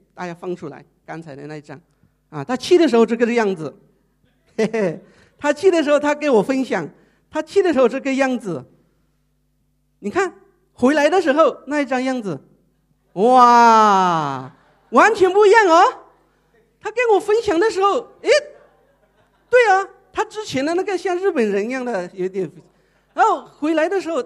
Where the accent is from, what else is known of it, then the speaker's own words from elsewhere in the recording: Thailand; Chinese is a second language; 所以我现在我去哪里我就跟他讲我是泰国来的